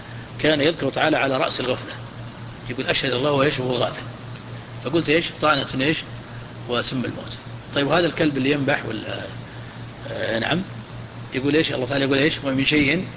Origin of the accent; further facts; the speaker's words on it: Najd, Saudi Arabia; عندنا في نجد